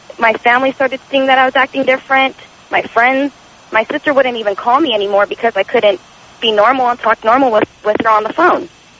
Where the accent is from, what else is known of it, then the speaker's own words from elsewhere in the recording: United States; And Tom, I'm an American girl